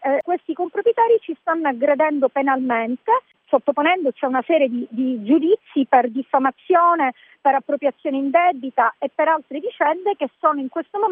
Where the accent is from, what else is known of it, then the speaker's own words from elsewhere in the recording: Sicily, Italy; E io ho voluto dare un contributo alla mia terra, la Sicilia, una terra da cui tutti vanno via